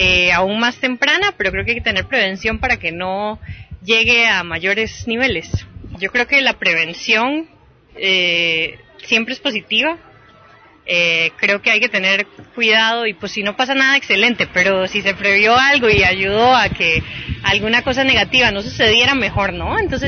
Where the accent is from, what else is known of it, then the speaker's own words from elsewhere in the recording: Costa Rica; yo soy de Costa Rica.